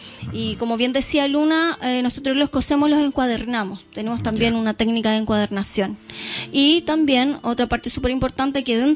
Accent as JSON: {"language": "Spanish", "town": "Puerto Montt", "region": "Los Lagos", "country": "Chile", "said": "nosotros, si bien somos de Puerto Montt"}